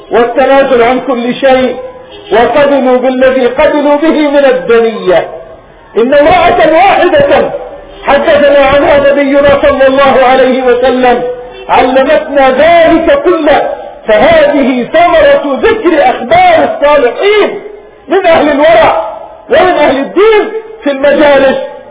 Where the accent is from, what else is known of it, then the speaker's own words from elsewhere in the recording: Palestine; وأن نتنازل عن بلادنا فلسطين